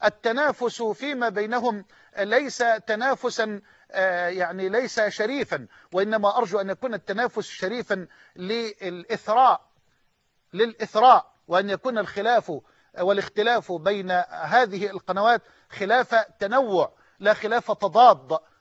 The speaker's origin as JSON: {"language": "Arabic", "country": "Egypt", "said": "وأن يجعل بلدنا مصر أمنا أمانا، سخاء رخاء"}